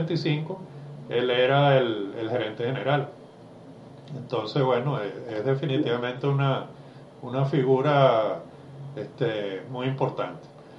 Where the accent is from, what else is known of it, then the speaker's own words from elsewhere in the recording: Venezuela; Ojalá me equivoque como venezolano